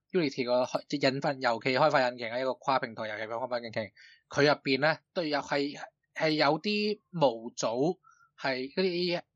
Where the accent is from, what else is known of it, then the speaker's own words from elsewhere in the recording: Hong Kong; 我哋香港人嘅叫法抽佢水咧